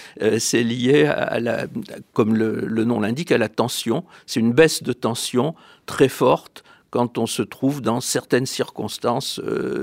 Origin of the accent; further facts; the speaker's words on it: France; vous savez, nous sommes Français.